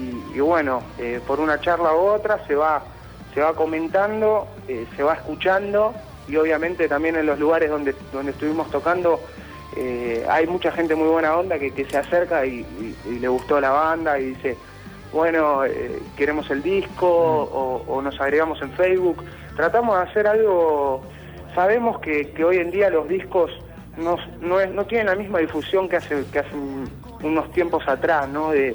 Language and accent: Spanish; Buenos Aires, Argentina; yo soy el único que soy acá de Buenos Aires.